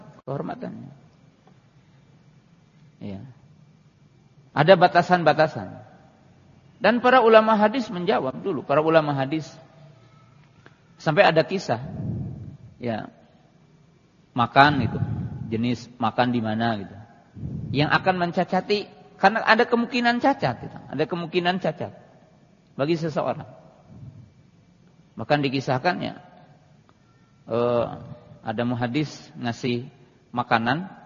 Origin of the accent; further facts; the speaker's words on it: Java, Indonesia; Ya, kalau kita orang Jawa kan tata krama